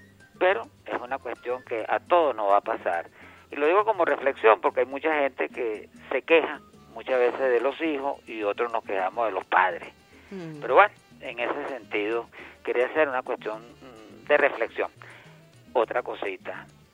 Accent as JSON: {"language": "Spanish", "country": "Italy", "said": "yo soy italiano."}